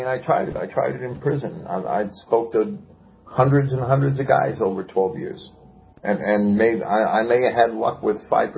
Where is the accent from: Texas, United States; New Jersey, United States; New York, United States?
New Jersey, United States; I came up here when I was raised in Jersey. I left and went to prison from New Jersey.